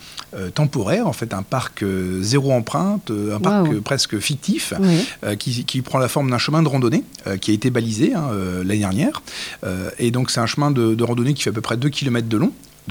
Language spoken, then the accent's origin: French; Hauts-de-France, France; moved away; je ne suis pas natif des Vosges. Oui. Et moi, quand je suis arrivé, je viens du Nord Pas-de-Calais.